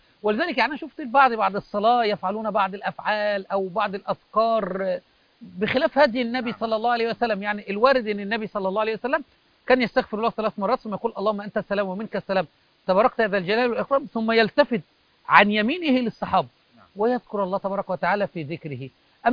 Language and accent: Arabic; Egypt; هذه حتى عندنا في مصر أو في الدول العربية أو في أي مكان